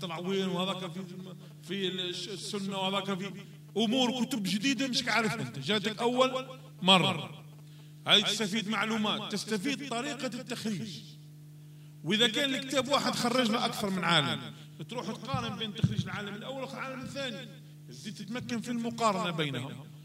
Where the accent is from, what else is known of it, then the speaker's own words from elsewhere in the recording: Algeria; اللهم اجعل بلدنا الجزائر وسائر بلاد